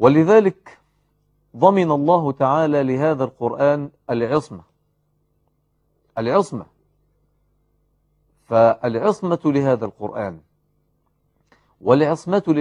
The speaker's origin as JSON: {"language": "Arabic", "country": "Egypt", "said": "الصبيان الذين يلعبون في الزوايا والحواري عندنا في مصر وفي غيرها"}